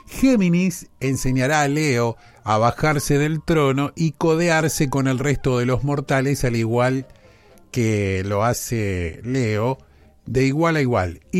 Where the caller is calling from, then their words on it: Saladillo, Buenos Aires Province, Argentina; de Saladillo